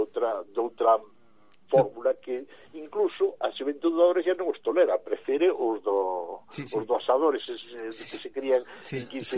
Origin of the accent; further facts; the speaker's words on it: Galicia, Spain; somos todos de orixe, somos galegos, evidentemente